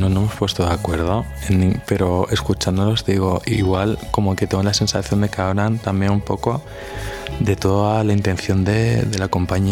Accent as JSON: {"language": "Spanish", "town": "Granada", "region": "Andalusia", "country": "Spain", "said": "yo soy de aquí, de Granada, aunque igual por el acento no lo parezca"}